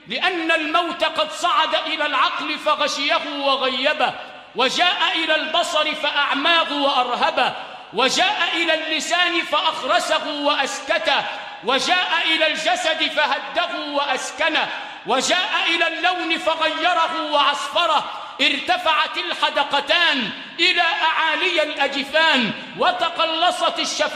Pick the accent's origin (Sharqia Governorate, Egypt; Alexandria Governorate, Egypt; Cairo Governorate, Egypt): Sharqia Governorate, Egypt; أو مشايخنا الموجودين عندنا في الشرقية